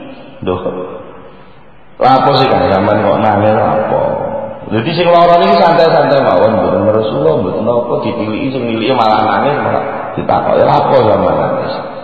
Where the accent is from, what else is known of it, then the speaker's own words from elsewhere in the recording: Java, Indonesia; Kerana ini kali keadaan yang lebih khusus saya orang Jawa ngarani grogusiko.